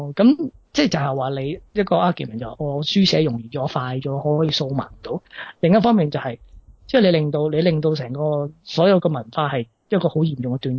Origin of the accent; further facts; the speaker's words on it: China; 我点解会觉得我系中国人呢？